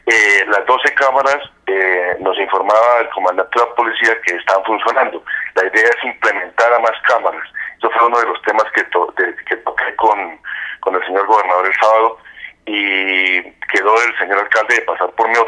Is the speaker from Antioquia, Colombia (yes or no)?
no; Pacho, Cundinamarca, Colombia; pongo a disposición de todas las comunidades de mi pueblo, Pacho, y la provincia de Río Negro y todos los cundinamarqueses